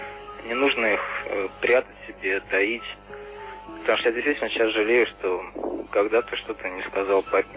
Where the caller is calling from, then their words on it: Saratov, Saratov Oblast, Russia; Я звоню вам из Саратова.